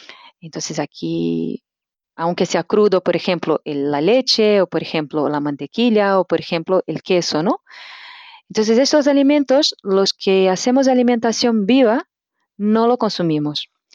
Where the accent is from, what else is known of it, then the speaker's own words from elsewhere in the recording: Brazil; Spanish is a second language; now in Spain; Soy natural de Brasil y hace 11 años que vivo aquí en España, Cataluña.